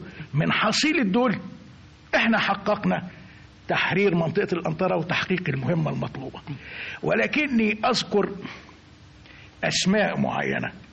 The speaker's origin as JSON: {"language": "Arabic", "country": "Egypt", "said": "عنده قناعة بأن استحالة إحنا كمصريين إزاي نعدها"}